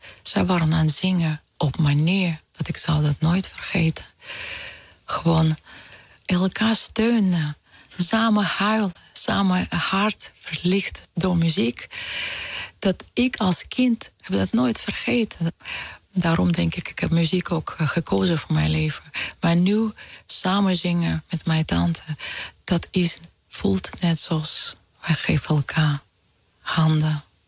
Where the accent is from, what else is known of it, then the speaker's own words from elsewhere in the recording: Ukraine; born there; Dutch is a second language; Ik voel ook heel zo verbonden aan Oekraïne. Aan mijn geboorteland.